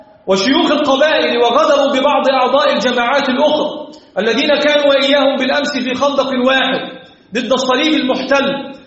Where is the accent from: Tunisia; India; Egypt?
Egypt; الحمد لله رب العالمين الذي حفظ بلدنا مصر